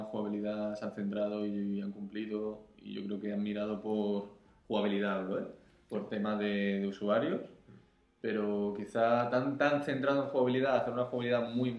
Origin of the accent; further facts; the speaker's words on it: Catalonia, Spain; soy así de tacaño, soy catalán